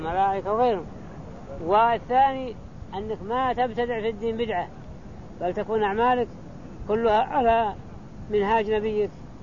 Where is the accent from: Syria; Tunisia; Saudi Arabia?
Saudi Arabia; ما احد الفتوى عندنا في السعوديه على خلاف هذا